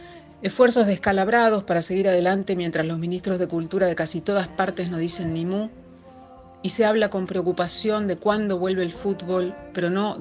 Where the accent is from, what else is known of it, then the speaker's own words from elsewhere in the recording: Argentina; soy periodista, soy argentina, vivo en Buenos Aires.